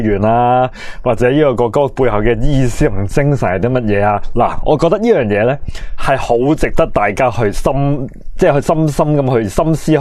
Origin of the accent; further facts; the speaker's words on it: China; 因为我系中国人，因为我系爱国嘅